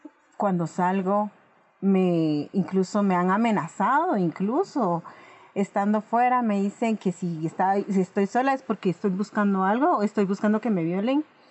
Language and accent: Spanish; Chimaltenango, Guatemala; Yo pertenezco del departamento de Chimaltenango, específicamente del municipio de Patzún. Es un clima muy frío. Y pues soy maya cachiquel.